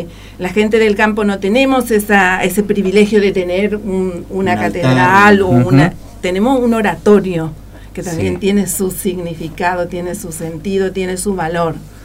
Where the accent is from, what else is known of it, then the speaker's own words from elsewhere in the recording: Coronel Oviedo, Caaguazú, Paraguay; born there; Yo nací en Coronel Oviedo, que es una bien sería en la región oriental, no sé, bien, bien estratégico, bien en el centro está. Es una ciudad que une todas las otras ciudades, por eso dice que está bien en el centro.